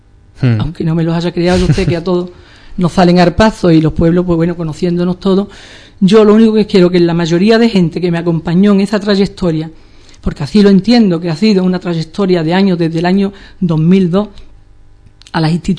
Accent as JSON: {"language": "Spanish", "town": "Ubrique", "region": "Andalusia", "country": "Spain", "tie": "born or raised there", "said": "Yo insisto en ese querer que yo siento hacia mi pueblo"}